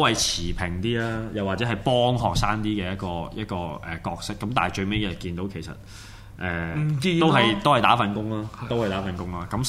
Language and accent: Cantonese; Hong Kong; 系一早去教育翻我哋香港人